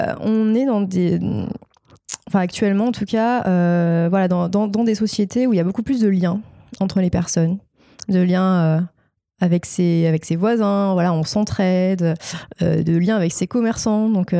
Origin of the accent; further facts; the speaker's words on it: Marseille, Provence-Alpes-Côte d'Azur, France; En plus, je viens de Marseille, alors il y a beaucoup de références à la Provence.